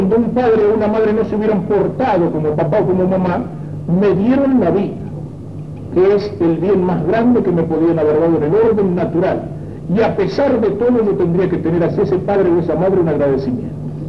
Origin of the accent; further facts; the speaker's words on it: Argentina; no solamente la patria somos los argentinos que hoy estamos sobre el territorio de la patria